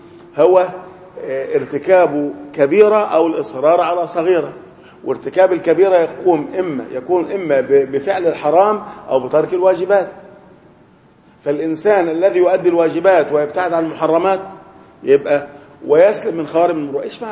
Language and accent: Arabic; Upper Egypt, Egypt; لكن الان في بعض القرى عندنا في الصعيد الناس لا عندهم مكيفات